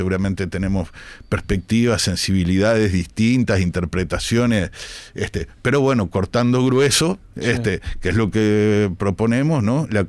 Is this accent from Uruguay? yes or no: yes; Uruguay; somos uruguayos, y creo que nuestro país esté a la altura de las circunstancias